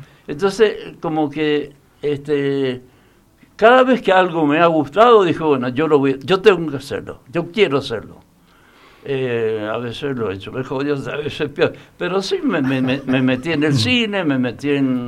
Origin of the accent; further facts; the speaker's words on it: Mendoza, Argentina; born there; Nací en Latinoamérica. De Mendoza al África, digamos, ese fue